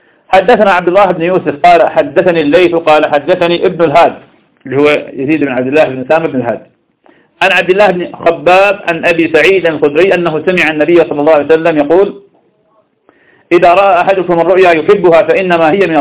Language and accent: Arabic; Ramadi, Al Anbar, Iraq; كان شاف عندنا في الرمادي